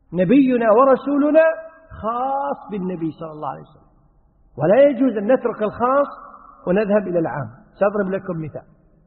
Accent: Kuwait; عندنا في الكويت يقولون للرجل الكبير المسؤول السيد فلان

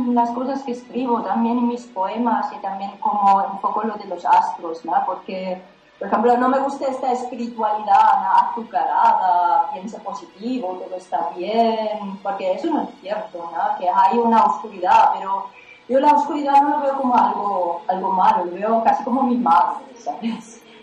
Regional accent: Germany; moved away; Bueno, pues me fui de Alemania muy joven, básicamente porque estaba un poco insatisfecha con la vida que llevaba.

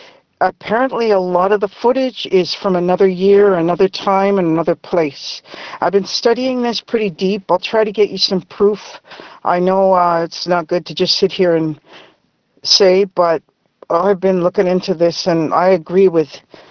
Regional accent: Vancouver, British Columbia, Canada; I'm from Vancouver, BC. We scared of snow.

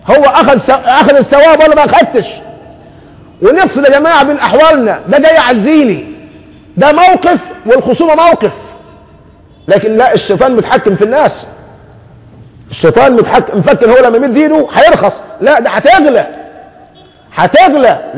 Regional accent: Egypt; وحتى عندنا كمصريين دمنا خفيف قوي

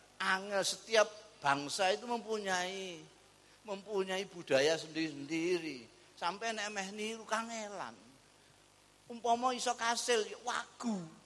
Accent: Indonesia; born there; Saya dilahirkan di tanah Indonesia.

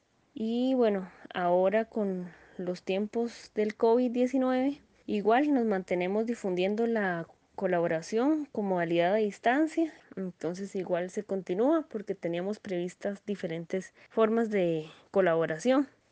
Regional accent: Desamparados, San José, Costa Rica; soy de Desamparado, San José, Costa Rica.

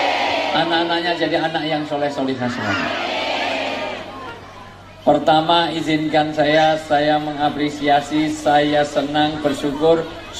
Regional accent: Java, Indonesia; Saya asli orang Jawa, dalam orang Jawa bilang orang tua itu disebut sepuh.

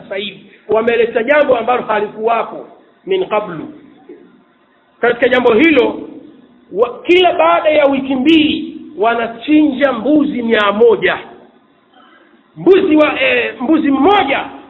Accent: Kigoma, Tanzania; nimetoka Kigoma juzi nyumbani kwetu

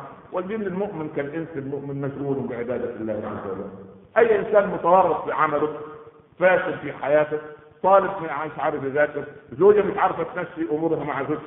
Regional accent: Egypt; هكذا يقال في المثل عندنا في مصر، طالما في مغفل يبقى في نصاب

